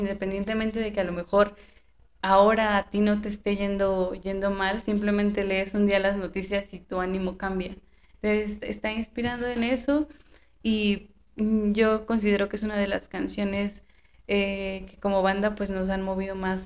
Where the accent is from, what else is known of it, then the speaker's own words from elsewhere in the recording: Zinacantepec, State of Mexico, Mexico; Pero pues no, o sea, nosotros somos de Sinacantepec, de San Luis Mextepec, muy, muy